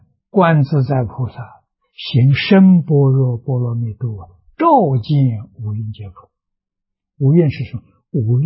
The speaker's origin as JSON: {"language": "Chinese", "country": "China", "said": "像我们中国人讲自信本善"}